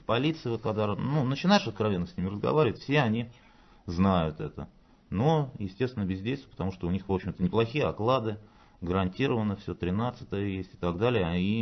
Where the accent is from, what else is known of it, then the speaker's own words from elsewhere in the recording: Moscow, Russia; я из Москвы.